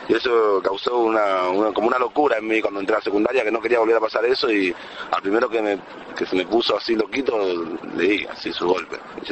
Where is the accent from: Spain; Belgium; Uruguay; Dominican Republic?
Dominican Republic; now in Argentina; soy dominicano, tengo 22 años. Hace 10 años vivo acá en Argentina y hago rap.